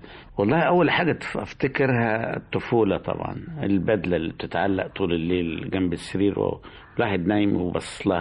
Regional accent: Wad Madani, Gezira, Sudan; also born or lived in Egypt; ان انا من مواليد السودان، يعني مصري بس مواليد السودان، سوداني مقشر يعني. وانا زمان في كنت في بلد اسمها واد مدني،

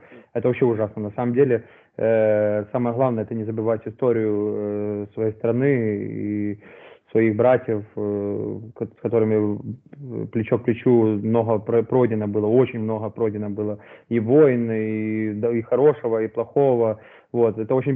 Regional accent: Ukraine; что я вот с Украины

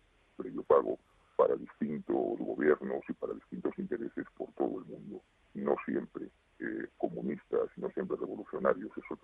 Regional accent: Spain; Lógicamente, yo soy español

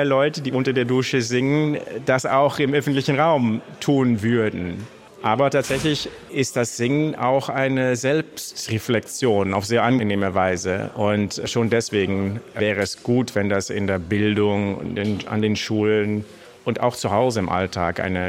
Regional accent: Netherlands; Generell habe ich zum Beispiel in meiner Heimat in den Niederlanden gemerkt

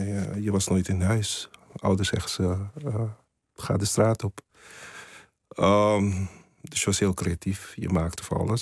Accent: Curaçao; born there; Het is Curaçao is natuurlijk.

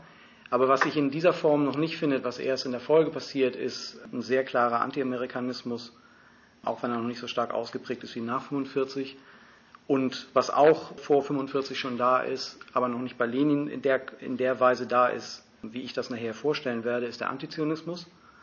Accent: Hamburg, Germany; Also ihr habt eben gehört, ich komme aus Hamburg.

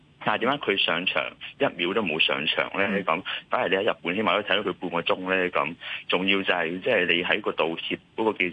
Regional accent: Hong Kong; 其實點解我哋香港人，甚至乎內地啊，或者世界各地啲球迷咧，買咗比香港你知道嗰啲門票幾貴㗎啦

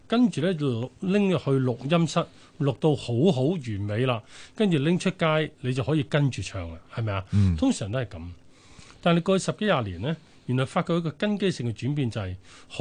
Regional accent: China; 但係我中國人咧就偏向就超保守啦

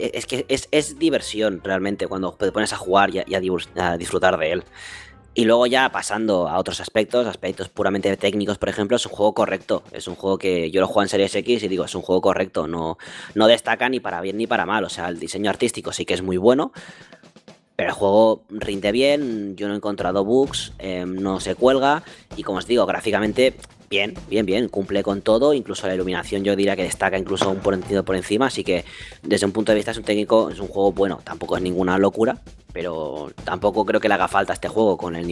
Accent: Catalonia, Spain; Yo, como soy catalán, nada

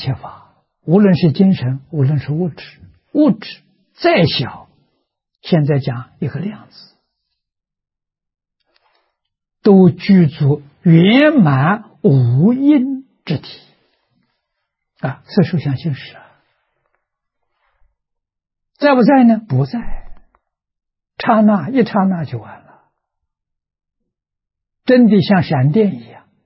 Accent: China; 就是我们中国人讲的玉皇大帝，它代表欲界天

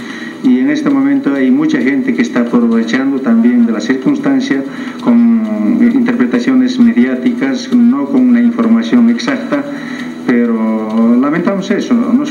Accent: Potosí, Bolivia; soy potosino, soy del norte de Potosí

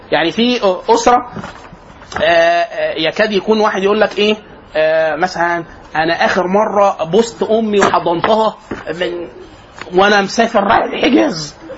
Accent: Egypt; يبقى كده ايه النطاق المصري ان احنا في الغالب كمصريين

